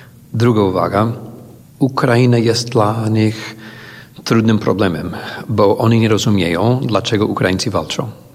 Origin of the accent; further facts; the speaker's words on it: United States; Ale jako Amerykanin po prostu czuję obowiązek, żeby działać razem z tymi, którzy działają.